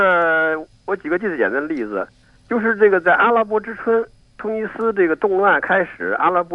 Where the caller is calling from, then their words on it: Beijing, China; 我是北京的。